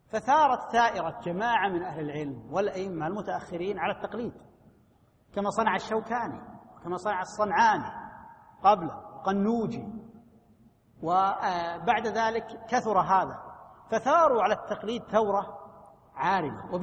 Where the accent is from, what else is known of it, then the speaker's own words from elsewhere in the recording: Najd, Saudi Arabia; عندنا في نجد كانت الفتية على رأي واحد